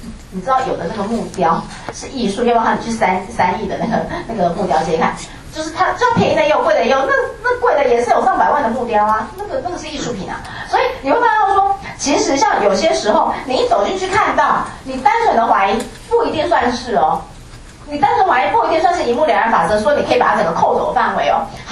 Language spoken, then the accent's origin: Chinese; Taiwan; 你看我们台湾人都真的